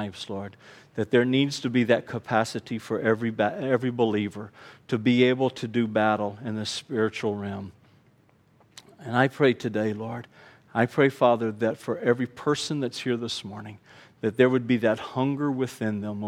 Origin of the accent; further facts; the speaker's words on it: Houston, Texas, United States; born there; in my head, I said I was born in Houston.